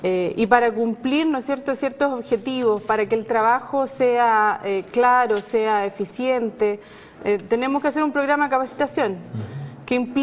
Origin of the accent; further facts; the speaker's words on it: Chillán, Ñuble, Chile; also born or lived in Temuco; Chillán, en que estuve casi toda mi infancia. Luego me trasladé a Temuco y estudié allá enfermería. Después de recorrer varias ciudades de Santiago, me vine aquí, o sea, del sur. Perdón, me vine a Santiago y llegué el año 2000.